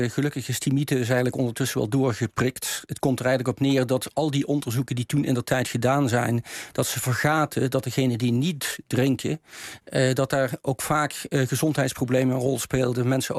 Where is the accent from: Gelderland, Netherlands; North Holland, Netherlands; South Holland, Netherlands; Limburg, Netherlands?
Limburg, Netherlands; Maastricht; Ik kom zelf van Maastricht af, dus echt een Bourgondier.